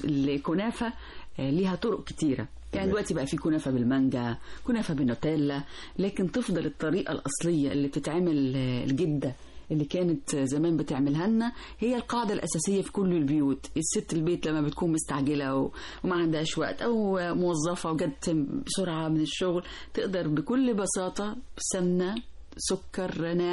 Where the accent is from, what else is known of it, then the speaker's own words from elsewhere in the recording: Egypt; الدمياط عندنا في مصر